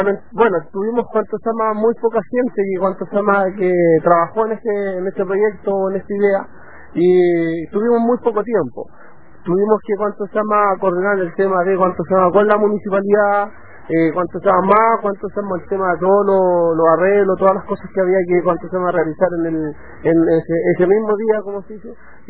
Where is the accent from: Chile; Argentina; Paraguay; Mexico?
Chile; nosotros somos chilenos, como se dice.